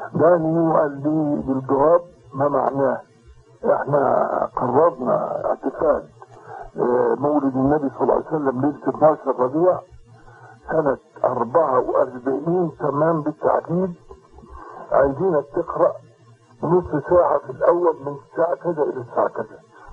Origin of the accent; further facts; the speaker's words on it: Tanta, Gharbia, Egypt; ومن هنا انا نشأت في طنطا، وبعد ما تخرجت من القرية حفظا وتجويدا وقراءة رحت طنطا.